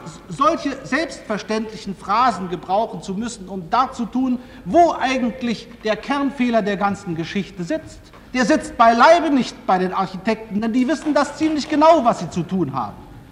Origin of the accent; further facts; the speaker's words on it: Hanover, Lower Saxony, Germany; Ich komme aus Hannover